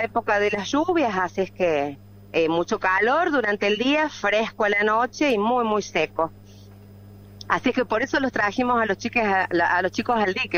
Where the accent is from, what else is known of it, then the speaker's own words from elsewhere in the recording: Cortadera Norte, Catamarca, Argentina; Nosotros somos de la Cortadera Norte. Si haces unos kilometritos más, vas a llegar a Los Medanitos, estamos con límite con La Rioja.